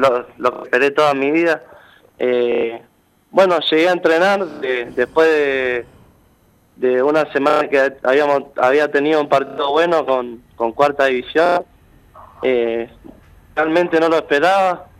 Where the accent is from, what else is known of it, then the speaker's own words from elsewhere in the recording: Moreno, Buenos Aires Province, Argentina; Yo soy de Moreno, barrio Mariló.